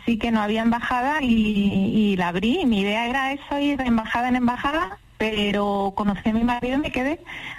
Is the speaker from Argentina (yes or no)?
no; Córdoba, Andalusia, Spain; now in Wellington, New Zealand; De Córdoba. Nacida en Priego de Córdoba, pero criada en Córdoba.